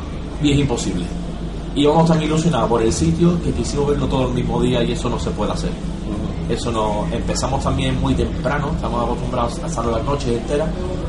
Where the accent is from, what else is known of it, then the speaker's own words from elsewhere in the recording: Seville, Andalusia, Spain; born there; Yo nací en Sevilla, pero lejos de Londres.